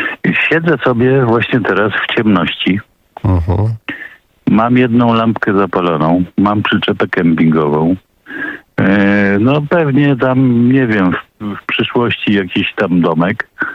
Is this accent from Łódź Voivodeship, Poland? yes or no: no; Warsaw, Masovian Voivodeship, Poland; jestem z Warszawy, od pradziada. I to już nie jest moja Warszawa. Jeszcze w niej mieszkam.